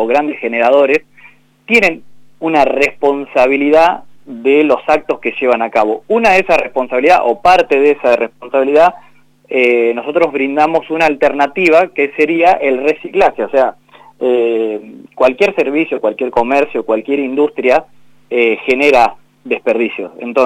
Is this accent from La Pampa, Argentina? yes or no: yes; La Pampa, Argentina; Somos todos pampeanos